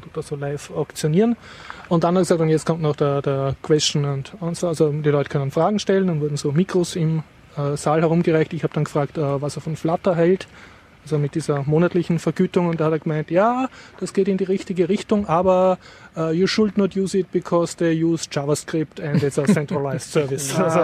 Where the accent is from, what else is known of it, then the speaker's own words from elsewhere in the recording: Austria; ist aber was für mich als Österreicher sehr Peinliches passiert